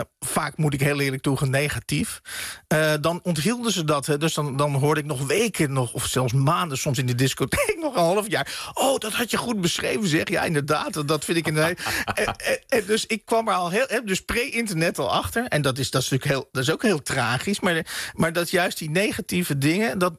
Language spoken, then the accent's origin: Dutch; Oegstgeest, South Holland, Netherlands; Ja, dit brengt mij dus inderdaad terug naar mijn jeugd in Oegstgeest.